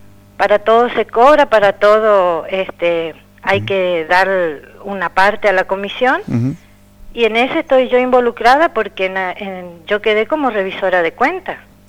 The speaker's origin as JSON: {"language": "Spanish", "country": "Argentina", "said": "Y como ciudadana argentina siempre me siento identificada."}